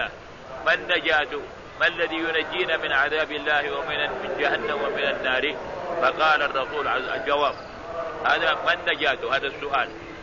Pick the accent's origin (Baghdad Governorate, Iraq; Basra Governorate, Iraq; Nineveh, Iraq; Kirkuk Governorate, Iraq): Baghdad Governorate, Iraq; Baghdad; حدثنا بهذا الحديث في بلد بغداد في بلدي بغداد